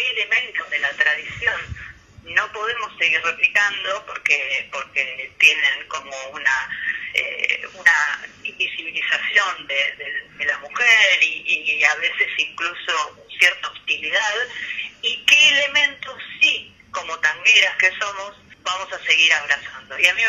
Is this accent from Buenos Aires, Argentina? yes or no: yes; Buenos Aires, Argentina; soy del barrio de Flores de La Granata